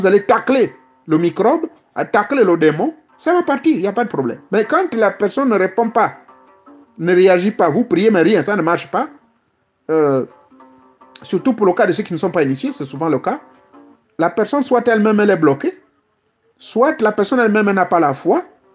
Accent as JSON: {"language": "French", "country": "Gabon", "said": "Ce sont des escargots indondo, comme on dit chez nous au Gabon, non?"}